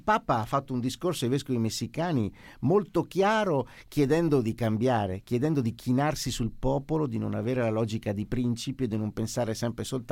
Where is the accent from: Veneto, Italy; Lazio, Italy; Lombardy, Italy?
Veneto, Italy; Io sono veneto